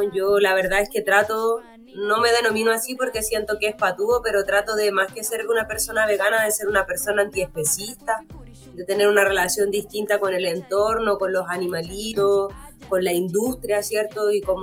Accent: Macul, Santiago Metropolitan Region, Chile; also born or lived in San Bernardo; nací aquí en Santiago, en San Bernardo primero, luego casi toda mi vida la pasé en Macul, como entre Macul, la Florida, siempre vivía como por ahí. Vivía muy cerca del Estadio Monumental

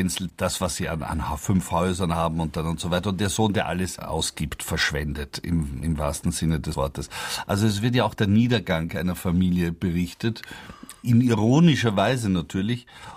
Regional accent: Vienna, Austria; Weil es ist ganz Wiener. Also ich kenne das als Wiener.

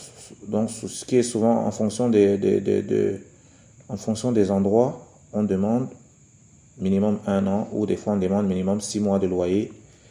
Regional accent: Cameroon; ça, c'est quelque chose qui se fait beaucoup ici chez nous, au Cameroun par exemple.

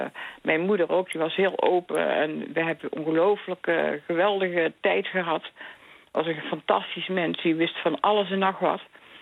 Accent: North Brabant, Netherlands; Wij zijn Brabanders. Wij hebben sowieso al zeg maar het hart op de tong.

